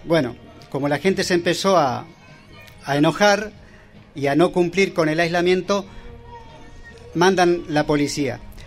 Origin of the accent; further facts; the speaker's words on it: Chubut, Argentina; ya que venimos del noroeste del Chubut